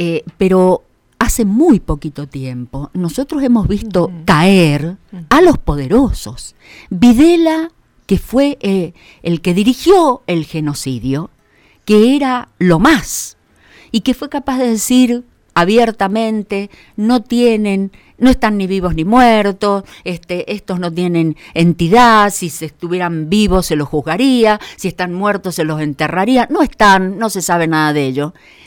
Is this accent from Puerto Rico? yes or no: no; Mendoza, Argentina; Porque fíjense que nosotros, como mendocinos, hablemos en general, ¿no es cierto?